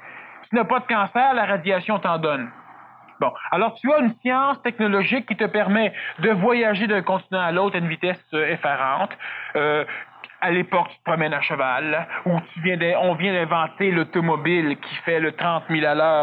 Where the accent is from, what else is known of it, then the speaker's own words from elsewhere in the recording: Quebec, Canada; ce n'est pas parce que je suis Québécois que je le dis.